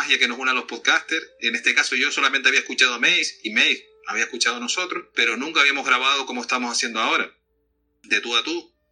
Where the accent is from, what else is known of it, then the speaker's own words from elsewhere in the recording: Canary Islands, Spain; Yo lo presumo mucho ahí, carnal, de que yo me llevo también con mis compatriotas aquí de España. Yo, como soy canario, pues somos distintos con el resto de los compatriotas